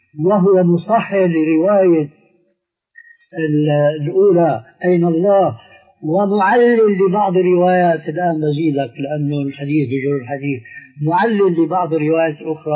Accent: Syria; كما يقولون عندنا في الشام نقول أساطير

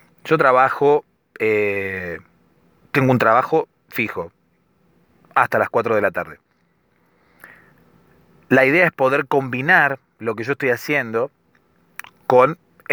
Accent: Argentina; soy de Argentina y por eso hablo de vos.

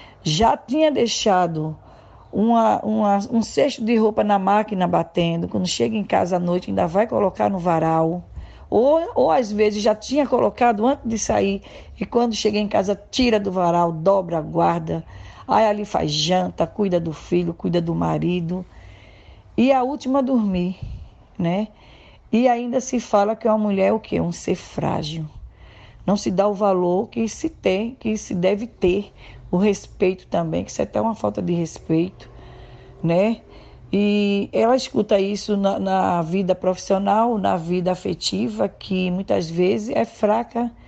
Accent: Jaboatão dos Guararapes, Pernambuco, Brazil; now in São Paulo, Brazil; tenho 51 anos, sou natural de Jaboatão dos Guararapes, é uma cidade de Recife, Pernambuco. Há 27 anos atrás, eu vim para São Paulo, aqui para uma comunidade chamada Jardim Pantanal, hoje é União de Vila Nova

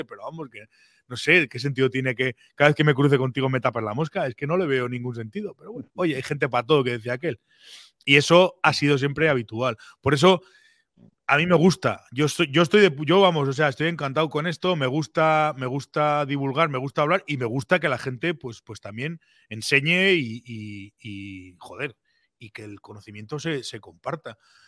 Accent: Pamplona, Navarre, Spain; yo, que soy un tío de Pamplona

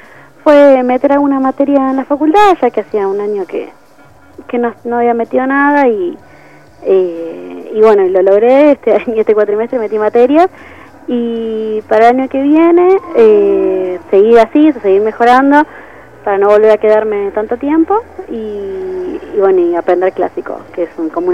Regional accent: Quilmes, Buenos Aires Province, Argentina; De Quilmes.

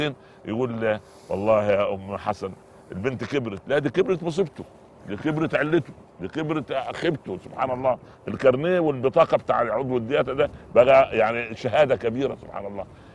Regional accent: Upper Egypt, Egypt; now in Cairo, Egypt; أنا جيت من الصعيد مولانا إلى القاهرة

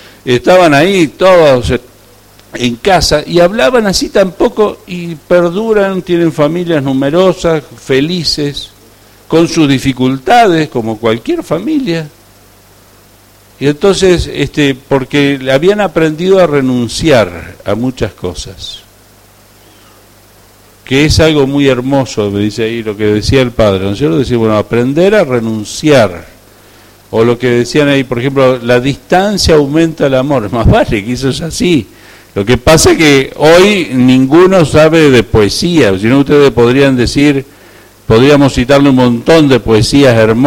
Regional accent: Entre Ríos, Argentina; yo soy de Entre Ríos

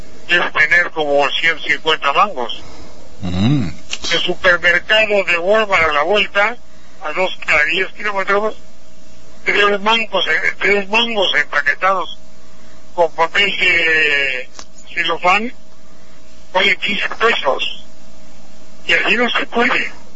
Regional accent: Actopan, Mexico; por allá por mi tierra de bandería para abajo en Actopan solamente se dan mangos de magnífica calidad y chayotes

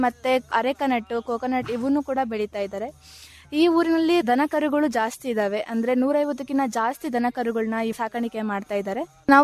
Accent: Ajjampura, Karnataka, India; ನಾನು ಚಿಕ್ಕಮಗಳೂರು ಡಿಸ್ಟ್ರಿಕ್ಟ್ ಅಜ್ಜಂಪುರ ತಾಲೂಕಿಂದ ಬಂದಿದ್ದೀನಿ.

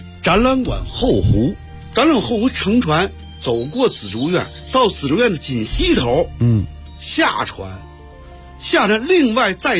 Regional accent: Beijing, China; 有啊，因为我们小的时候啊都在那后海什刹海游泳

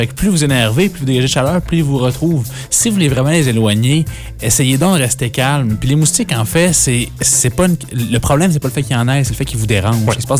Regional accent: Quebec, Canada; je suis de l'Outaouais.

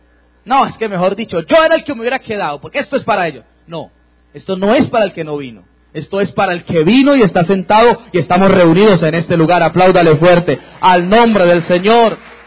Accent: Cali, Valle del Cauca, Colombia; Tú que vives aquí, yo vengo de Cali, pero tú que estás aquí

